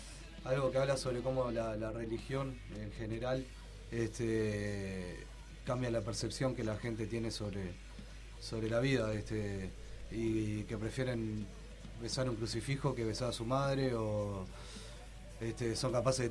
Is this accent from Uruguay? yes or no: yes; Uruguay; sudaca con K, porque somos uruguayos, obviamente.